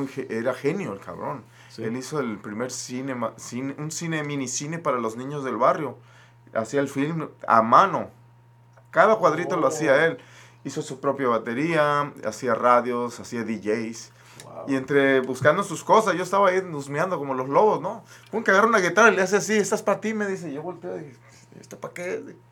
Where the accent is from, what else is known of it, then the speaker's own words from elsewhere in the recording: Los Mochis, Sinaloa, Mexico; Yo vengo de Los Mochis, Sinaloa.